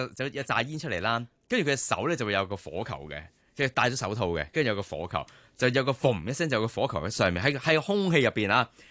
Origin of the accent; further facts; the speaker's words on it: Hong Kong; 我细个喺香港都有餐厅系会做呢样嘢嘅。